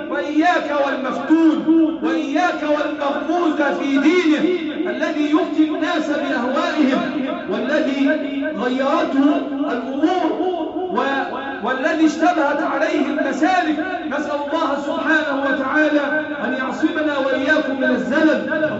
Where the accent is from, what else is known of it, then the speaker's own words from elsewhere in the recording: Egypt; اللهم احفظ بلادنا مصر